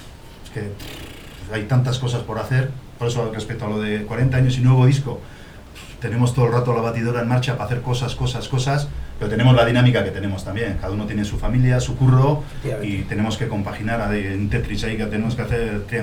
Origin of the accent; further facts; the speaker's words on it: Zestoa, Basque Country, Spain; Y yo soy del centro de Guipúzcoa, del Valle de Urola, pues del pueblo ese que habéis visto, del caserío ahí derruido. Soy del barrio Irata de Cestona, que es el centro del Valle de Urola.